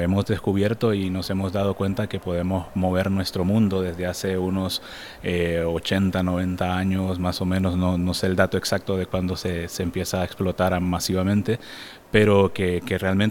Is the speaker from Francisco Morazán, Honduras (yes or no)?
no; Tela, Atlántida, Honduras; born there; also born or lived in San Pedro Sula; Yo nací en la costa norte de Honduras, yo nací a la orilla del mar prácticamente porque nací en Tela, que era uno de los primeros puertos de Honduras, y luego me mudé a una de las grandes ciudades, San Pedro Sula